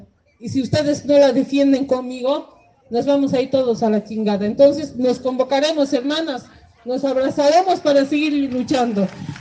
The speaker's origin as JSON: {"language": "Spanish", "region": "Potosí", "country": "Bolivia", "said": "vengo desde Potosí, vengo a abrazar este encuentro"}